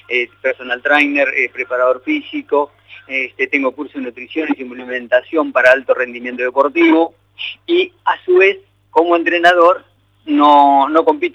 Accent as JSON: {"language": "Spanish", "country": "Uruguay", "moved": "as an adult", "lives_now": "Argentina", "said": "como vengo de Uruguay a los 22 años y me radiqué acá"}